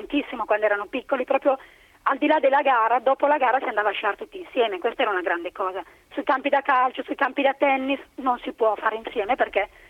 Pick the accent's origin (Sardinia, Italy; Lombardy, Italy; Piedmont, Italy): Lombardy, Italy; Milan; now in Aosta Valley, Italy; il fatto di essere milanese era quasi un vantaggio